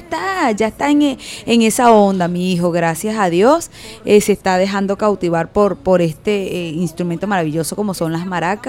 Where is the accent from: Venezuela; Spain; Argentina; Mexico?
Venezuela; Chabasquén, Portuguesa; also born or lived in Biscucuy; yo soy nacida en Viscocuy, en el municipio Sucre del estado portuguesa, zona alta, pero por cuestiones de la vida. Sencillamente me tocaba nacer allá, pero al siguiente día de retorno a Chabasquén.